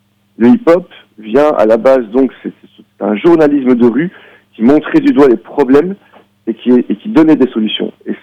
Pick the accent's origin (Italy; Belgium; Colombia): Belgium; Moi, en tant que Belge, j'ai vu ça avec une certaine distance